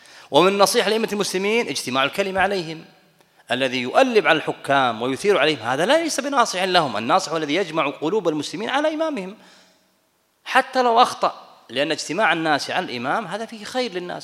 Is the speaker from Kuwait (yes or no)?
yes; Kuwait; وأنا كويتي في أمريكا،